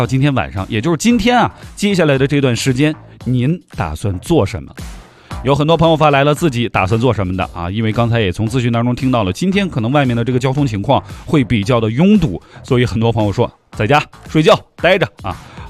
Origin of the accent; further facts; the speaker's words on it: China; 作为一个中国人特别的骄傲啊